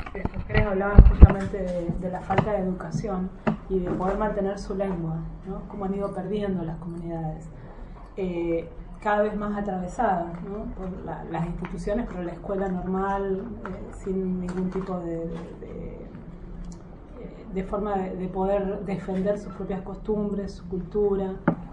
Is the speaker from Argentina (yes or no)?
yes; Esquel, Chubut, Argentina; born there